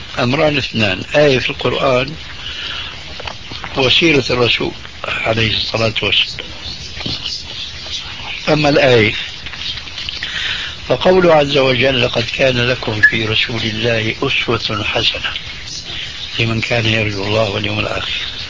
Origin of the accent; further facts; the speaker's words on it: Syria; أنا باعتباري سوري